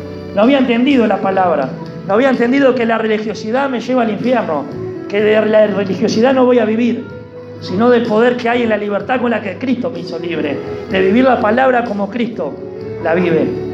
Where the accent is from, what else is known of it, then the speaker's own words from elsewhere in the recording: Uruguay; quieren hacernos judíos cuando somos uruguayos.